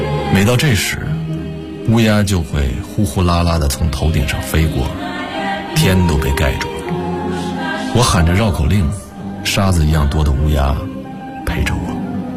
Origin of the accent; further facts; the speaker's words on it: Anshan, Liaoning, China; accent: Anshan dialect; also born or lived in Shenyang; 鞍山跟沈阳相距也就180公里，按现在来说这也能叫流浪，但我那时就是觉得我愿意这么想。在沈阳，我的鞍山话口音显得非常重